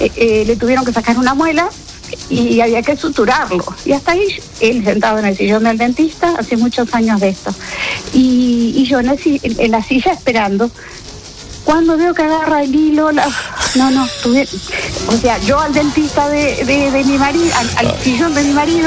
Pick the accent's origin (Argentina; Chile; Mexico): Argentina; yo soy de Argentina